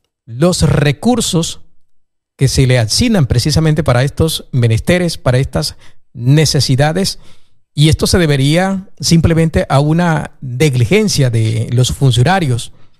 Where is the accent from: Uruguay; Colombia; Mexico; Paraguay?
Colombia; Los grandes olvidados de la administración Petro somos los colombianos en el exterior